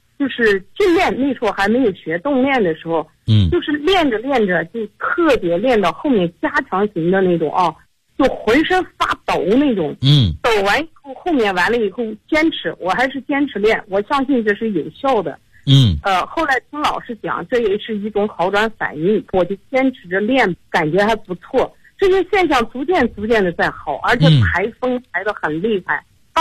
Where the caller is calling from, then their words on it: Xinjiang, China; 我是新疆的你的听众。也是你的会员。